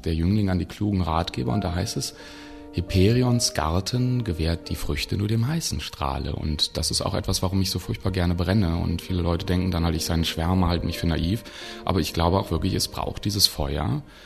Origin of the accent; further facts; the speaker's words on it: Bonn, North Rhine-Westphalia, Germany; Ich bin ja in Bonn aufgewachsen, zur Schule gegangen, halt zur Universität